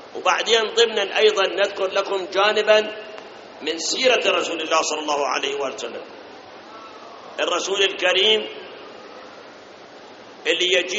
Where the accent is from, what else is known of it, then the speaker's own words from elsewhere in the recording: Iraq; الآن أي بنك من البنوك عندنا بالعراق وغير العراق ما يتعاطون بالربا؟